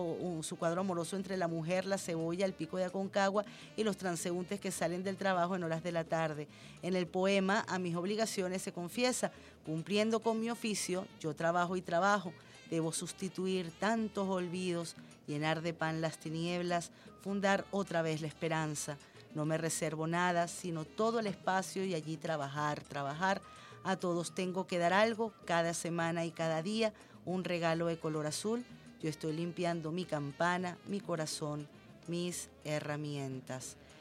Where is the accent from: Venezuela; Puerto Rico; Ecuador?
Venezuela; Somos venezolanos que tenemos un mismo sentir, tenemos un mismo amor por una patria